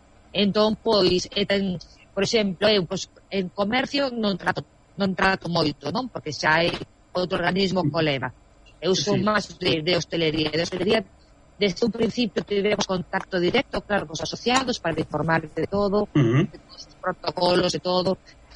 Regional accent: Galicia, Spain; Pero bueno, pero nós como galegos ou os españoles en general somos moi dados

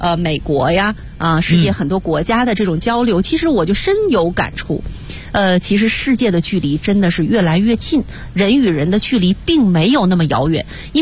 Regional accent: China; 我们都不要忘记我们是中国人

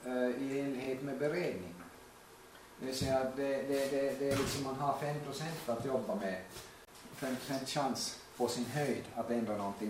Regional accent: Oravais, Ostrobothnia, Finland; Jag är också hemma från Oravais, Österbotten och Österby. En liten

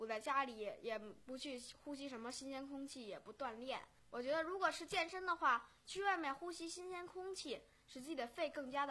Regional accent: Haidian, Beijing, China; 我们的老家在北京海淀，首先呢我们老家在那个北京海淀区农科院

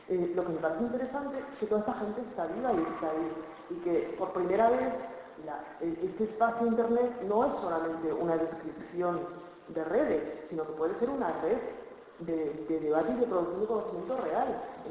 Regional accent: Burgos, Castile and León, Spain; born there; yo nací en Burgos

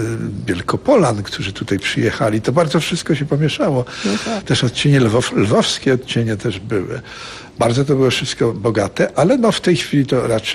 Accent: eastern Poland, Poland; ja raczej jestem z tej drugiej zupełnie strony Polski tutaj. Ja mam za sobą doświadczenie wileńskości rodzinnej. I słyszałem w dzieciństwie polszczyznę mojego ojca, która była polszczyzną Wilna przedwojennego.

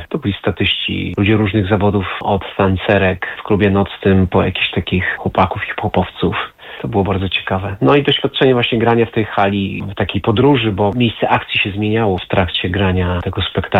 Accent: Oświęcim, Lesser Poland, Poland; born there; Też może dlatego, że ja urodziłem się w Oświęcimiu.

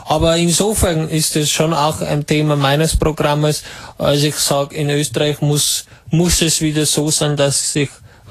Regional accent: Italy; German is a second language; now in Germany; Aus Italien ursprünglich.

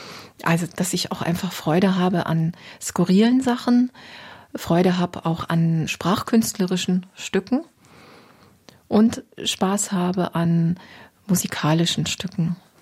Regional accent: Osnabrück, Lower Saxony, Germany; born there; moved away as an adult; also born or lived in Tübingen / Berlin; Ich bin geboren in Norddeutschland, in Osnabrück, bin dann zum Studium nach Tübingen gegangen, möglichst weit weg. Ich wollte was erleben, ein bisschen weg aus der norddeutschen Tiefebene, habe Philosophie und Germanistik studiert, bin dann nach 2 Jahren in die Großstadt nach Berlin

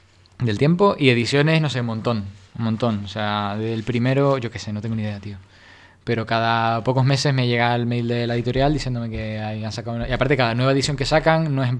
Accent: Canary Islands, Spain; accent: Canarian; No sabéis interpretar mi acento canario.

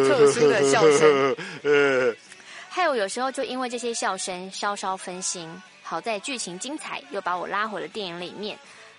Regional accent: New Taipei, Taiwan; 我是新北的啵

